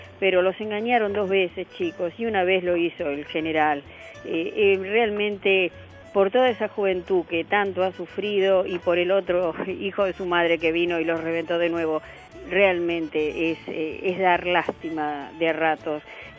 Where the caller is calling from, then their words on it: González Catán, Buenos Aires Province, Argentina; de González Catán